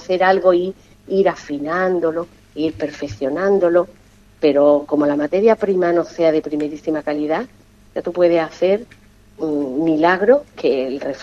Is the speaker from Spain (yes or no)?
yes; Ubrique, Andalusia, Spain; soy un clon de la Consejería de Turismo de Ubrique.